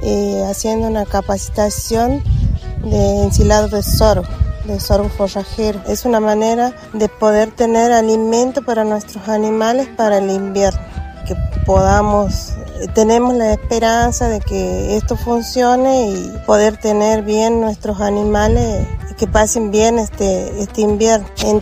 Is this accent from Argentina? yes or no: yes; Paraje El Desvío, Argentina; soy de aquí de Paraje El Desvío